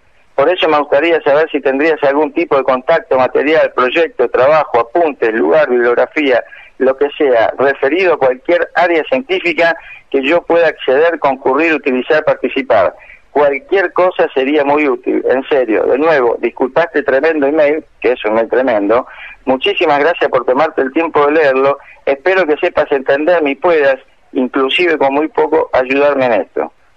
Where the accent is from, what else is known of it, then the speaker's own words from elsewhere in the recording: Rosario, Santa Fe, Argentina; soy de acá de Rosario, tengo 17 años y voy a la técnica 5, maestro mayor de obras.